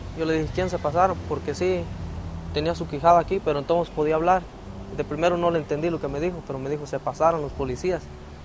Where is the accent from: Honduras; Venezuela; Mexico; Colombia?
Mexico; Tacámbaro, Michoacán; Yo soy de Tacámbaro. Tacámbaro queda como 2 horas de Morelia.